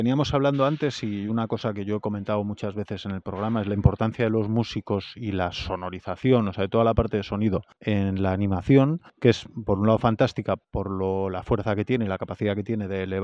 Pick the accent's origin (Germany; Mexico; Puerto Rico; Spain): Spain; Vigo, Galicia; especialmente yo como gallego vigués